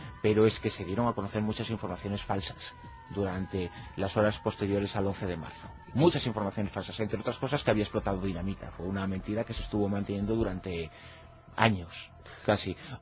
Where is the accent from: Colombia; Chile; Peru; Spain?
Spain; Galicia; Uno es de los que soy gallego, ¿qué le voy a hacer?